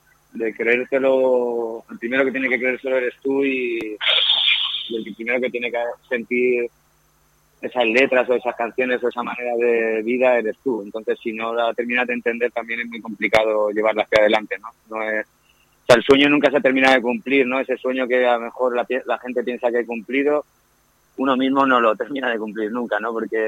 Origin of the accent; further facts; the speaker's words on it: Matola, Valencian Community, Spain; Soy un chaval de Matola que nació entre Limoneros y Granados, con un algarrobo cerca